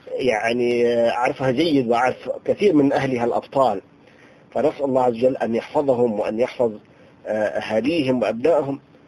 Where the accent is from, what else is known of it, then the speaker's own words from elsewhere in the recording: Tartus, Tartus Governorate, Syria; عايش معهم 20 سنة. فأنا ابن طرطوس